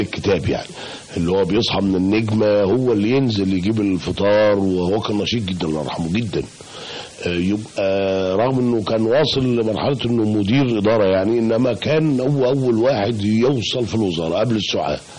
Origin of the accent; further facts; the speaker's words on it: Bulaq Dakrour, Giza Governorate, Egypt; لأن أنا سبت بلاب العلا وأنا عندي يمكن 5 سنين، وبعدين عشت كتير في بلاد دكرور، يمكن عشت لغاية ما اتجوزت سنة 89، وبعد كده انتقلت بعد ما اتجوزت للهرم.